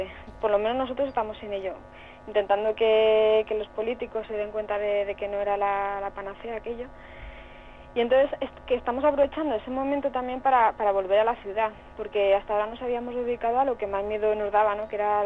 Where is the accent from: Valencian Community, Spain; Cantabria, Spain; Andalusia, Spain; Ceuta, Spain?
Valencian Community, Spain; Alicante; now in Asturias, Spain; Sí, bueno, nosotros venimos de una de ellas, nosotros somos de Alicante.